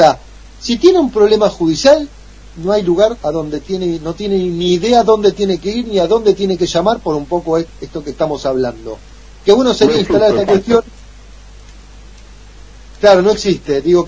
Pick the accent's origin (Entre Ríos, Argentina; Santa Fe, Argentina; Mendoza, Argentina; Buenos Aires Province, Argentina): Buenos Aires Province, Argentina; Quilmes; now in Avellaneda, Argentina; Yo vengo de Quilmes, que estoy en Avellaneda de Lanús hace unos 8 años, yo cumplí 8 años, pero vengo de Quilmes.